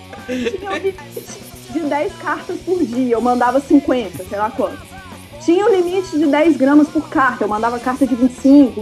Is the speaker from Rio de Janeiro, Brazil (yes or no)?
no; Divinópolis, Minas Gerais, Brazil; eu sou natural de Divinópolis, que é interior de Minas, certo, perto de BH